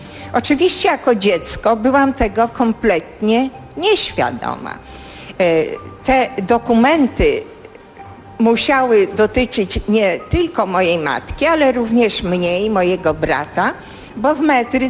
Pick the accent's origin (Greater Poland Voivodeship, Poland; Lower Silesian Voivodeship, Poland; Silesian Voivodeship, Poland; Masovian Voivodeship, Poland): Masovian Voivodeship, Poland; Warsaw; born there; A gdyby tak cofnąć się do początku, to urodziłam się w Warszawie. W Warszawie na warszawskim Żoliborzu.